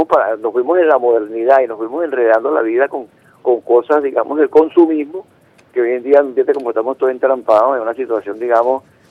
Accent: Venezuela; lo que nos integró como personas venezolanas vinculadas a la tierra y todo aquello que nos edificó como seres humanos

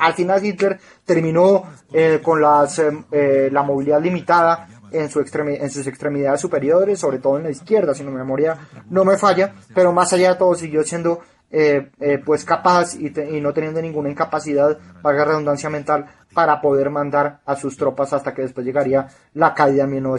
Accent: Colombia; de los prejuicios que tiene uno como colombiano que vive llorando por las películas

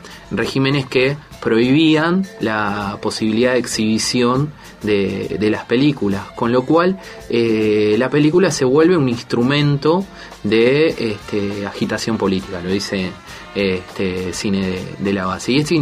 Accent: Argentina; Soy un cineasta argentino y hago films desde 1963.

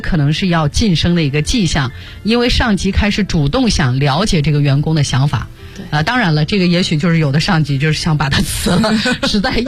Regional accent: Shanxi, China; 这杏花村酒是我们山西我老家的酒

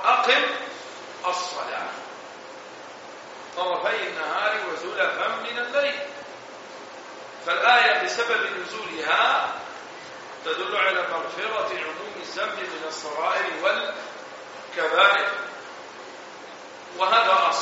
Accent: Egypt; ولعله من أمر العامة عندنا بمصر إذا كلمت الرجل كلمك على رأي المثل

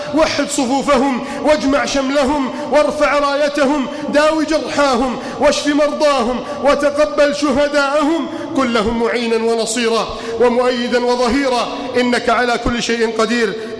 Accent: Egypt; اللهم إنا نسألك أن تحفظ بلدنا مصر من كيد الكائدين

